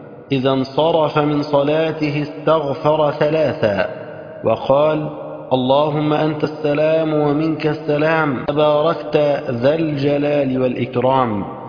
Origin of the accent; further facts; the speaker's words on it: Egypt; اللهم اجعل بلدنا مصر بلد الأمن والأمان.